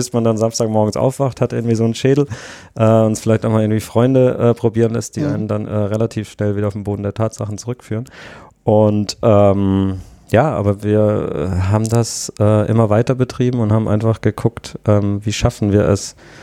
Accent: Southwest Germany, Germany; ich komme ursprünglich aus Südwestdeutschland

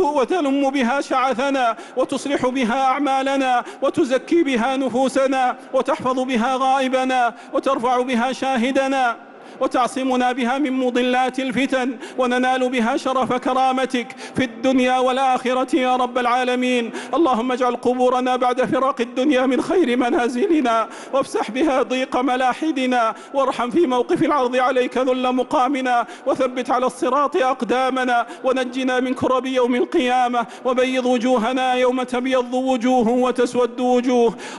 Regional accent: Saudi Arabia; اللهم أدم على بلادنا المملكة العربية السعودية

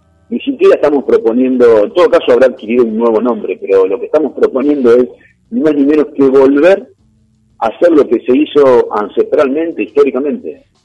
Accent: Argentina; para entonces nosotros como argentinos y argentinas, entre comillas, muy entre comillas, de manera soberana, decidir qué hacer con el litio.

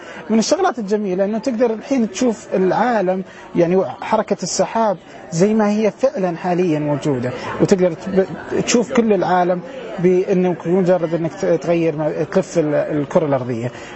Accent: Saudi Arabia; في شغلات كثيره من هذه الأشياء مش موجودة عندنا في السعودية وفي الدول العربية

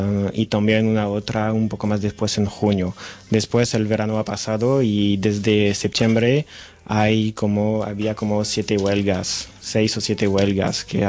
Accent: Lyon, Auvergne-Rhône-Alpes, France; Spanish is a second language; now in Barcelona, Spain; soy estudiante de traducción e interpretación a la Pompeu Fabra en Barcelona, y soy de Lyon.

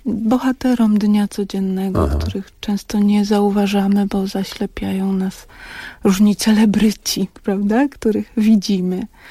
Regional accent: Pabianice, Łódź Voivodeship, Poland; wśród których też się wychowałam, bo ja pochodzę z Pabianic

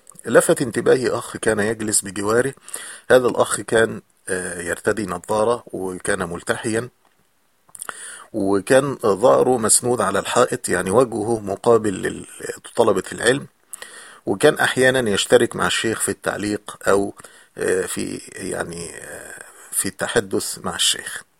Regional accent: Egypt; مسجد مثل المساجد المعروفة عندنا في مصر

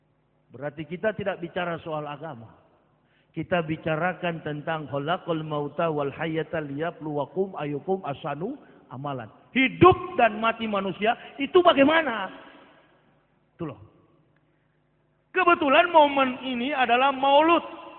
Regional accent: Manado, North Sulawesi, Indonesia; Saya orang Manado asli. Asli kafir, begitu.

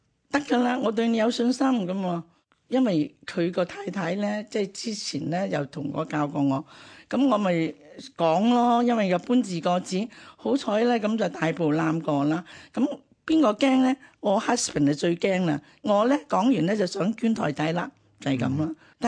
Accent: China; 咁我都係中國人啦，

